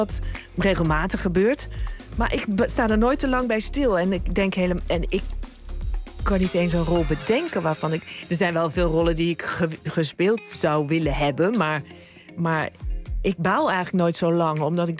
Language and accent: Dutch; North Brabant, Netherlands; now in Zaanstad, Netherlands; Ik ben een Brabander als ze mij als Brabander willen... en een Zaanstad als ze mij als Zaanstad...